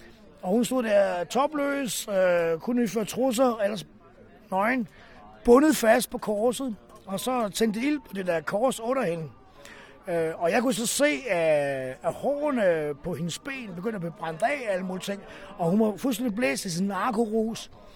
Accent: West Jutland, Denmark; og så tog vi tilbage til Vestjylland. 15 år gammel.

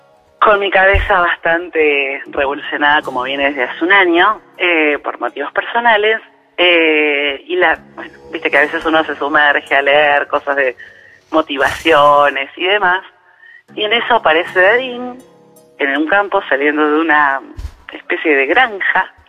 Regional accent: Martínez, Buenos Aires Province, Argentina; De Martínez

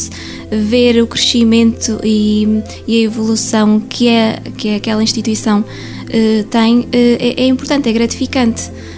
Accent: Lagares, Centro, Portugal; mesmo do lado de Lagares, da minha terra

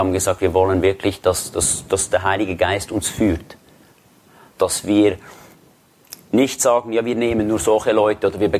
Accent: Switzerland; Ich bin aus der Schweiz, das hört ihr.

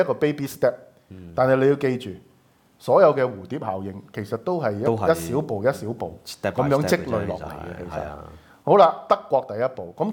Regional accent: Hong Kong; 我們香港人最大的悲劇是什麼？是六四之後離散在全世界

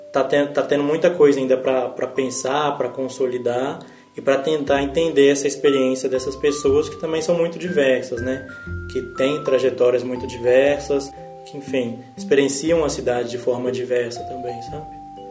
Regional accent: Belo Horizonte, Minas Gerais, Brazil; tenho 22 anos. Eu nasci aqui no Barreiro, né? Na verdade, nasci aqui no Júlio Kubitschek, no sábado, no dia 2 de outubro.

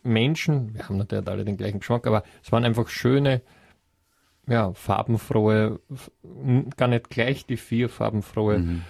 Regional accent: Austria; solche sieht man bei uns in Österreich sonst gar nicht so leicht

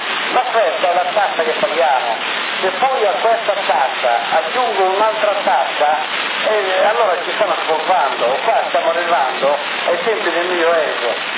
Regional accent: Sassari, Sardinia, Italy; E vengo da Sassari.

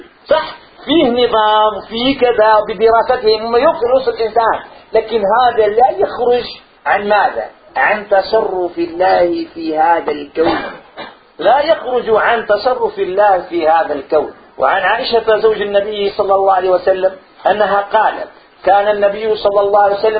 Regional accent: Morocco; أنا مغربية

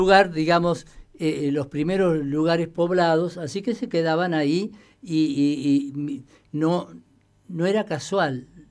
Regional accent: Toay, La Pampa, Argentina; also born or lived in Puelén; en la escuela 62, hice la primaria. Viví 11 años en Toay.

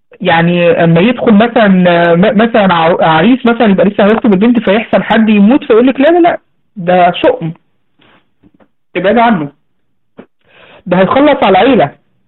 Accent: Egypt; الذبابه الكبيره عندنا في مصر بقى

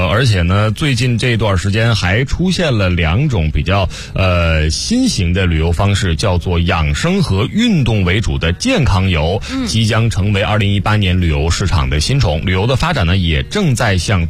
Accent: Northeast China, China; 甭说了，我是东北人，那没必要冬天还去冷的地方玩啊。

